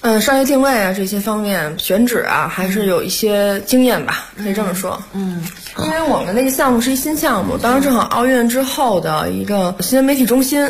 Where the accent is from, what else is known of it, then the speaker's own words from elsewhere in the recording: Beijing, China; 我是在就是北京出生长大的，工作也是在北边北辰，北辰集团，在北边工作了4年